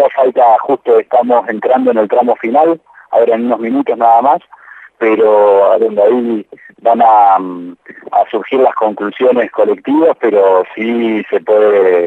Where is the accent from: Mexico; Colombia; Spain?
Colombia; En mi caso, como colombiano, la paz de Colombia no es solamente para Colombia